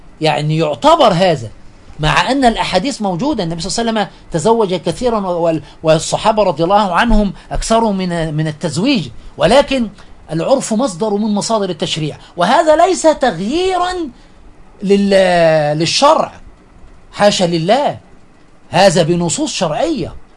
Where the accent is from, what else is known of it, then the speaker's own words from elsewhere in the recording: Egypt; فيما يحدث عندنا في مصر حفظها الله ورعاها